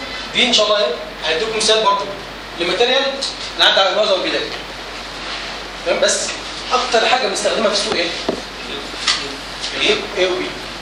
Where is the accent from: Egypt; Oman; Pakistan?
Egypt; now in United States; بس طبعا عندنا مفيش الكلام ده عندنا في مصر.